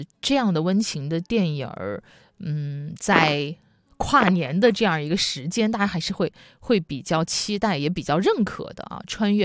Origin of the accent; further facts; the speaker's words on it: Wuhan, Hubei, China; 那我作为武汉人，我在外地的时候